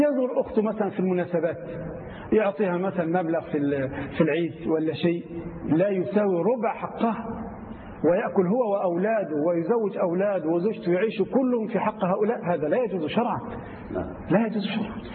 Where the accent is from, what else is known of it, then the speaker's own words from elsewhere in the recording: Egypt; الرجل لا سيما عندنا في مصر أو في كثير من دول الخليج وغيرها